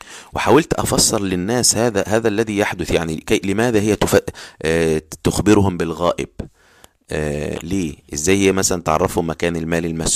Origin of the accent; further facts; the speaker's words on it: Egypt; يعني في قرى كنت أعرفها في عندنا في مصر، في الصعيد وفي الشرقية